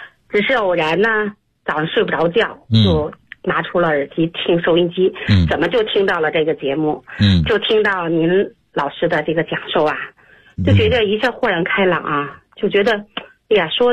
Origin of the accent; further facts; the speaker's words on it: Beijing, China; 我是北京的